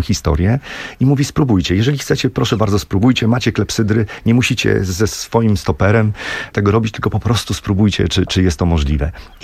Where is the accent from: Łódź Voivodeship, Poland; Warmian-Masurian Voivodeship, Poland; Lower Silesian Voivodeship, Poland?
Warmian-Masurian Voivodeship, Poland; Olsztyn; bo my z Krzysztofem jesteśmy z Olsztyna, ludzie z Olsztyna.